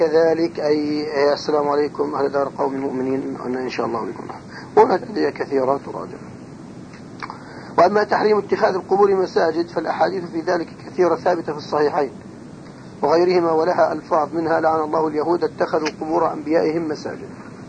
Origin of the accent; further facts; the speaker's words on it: Jordan; أضرحة الصحابة عندنا في الأردن